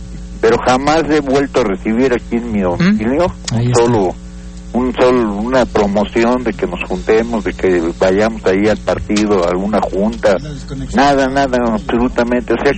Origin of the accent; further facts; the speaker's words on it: Mexico City, Mexico; now in Aguascalientes, Mexico; Yo tengo aquí ya 30 años aquí en Aguascalientes, soy del DF